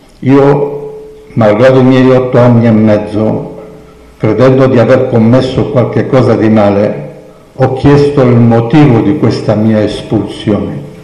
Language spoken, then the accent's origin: Italian; Rhodes, South Aegean, Greece; now in Italy; sono nato a Rodi, nell'isola delle Rose. Facevo parte di una comunità ebraica composta da 5.000-6.000 persone.